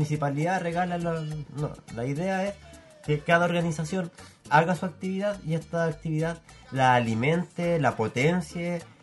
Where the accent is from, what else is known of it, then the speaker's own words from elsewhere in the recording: Concepción, Biobío, Chile; todos nos identificamos con una población siendo todos penquistas